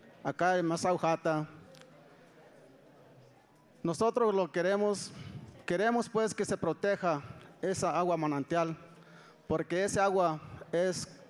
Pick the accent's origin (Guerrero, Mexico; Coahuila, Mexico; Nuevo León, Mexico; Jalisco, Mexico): Jalisco, Mexico; Santa Catarina; Yo vengo de Santa Catarina como presidente de Cultura.